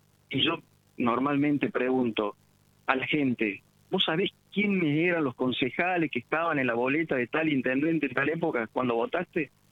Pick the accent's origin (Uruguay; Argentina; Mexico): Argentina; yo viví afuera y la vi llorar a mi mamá, a mi papá, yo sufrí la vuelta de la vida, me hicieron volver a la Argentina, y no me volvería a ir ¿Por qué? Porque amo mi tierra